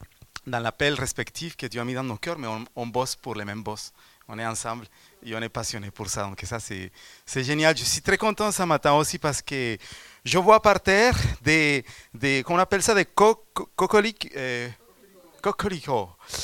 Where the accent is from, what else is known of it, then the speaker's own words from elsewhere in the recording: Colombia; je viens de la Colombie, donc c'est vrai que mon passé n'a pas été toujours dans la bonne voie.